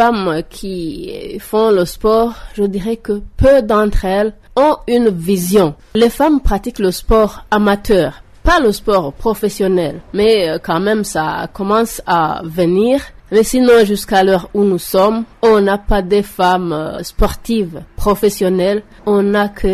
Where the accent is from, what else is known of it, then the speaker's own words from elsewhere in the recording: Burundi; cette journée n'est pas connue ici chez nous au Burundi.